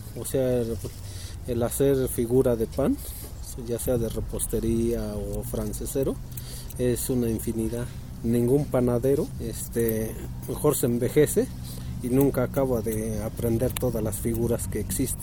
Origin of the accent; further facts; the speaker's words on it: Amecameca, State of Mexico, Mexico; Soy de acá de Amecameca, Estado de México.